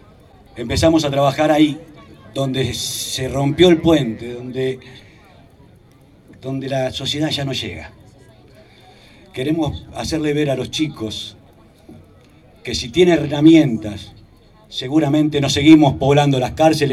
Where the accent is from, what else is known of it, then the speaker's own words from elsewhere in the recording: José León Suárez, Buenos Aires Province, Argentina; en un barrio, en mi barrio, La Carcoa, en mi pueblo, José León Suárez, y de acá al mundo.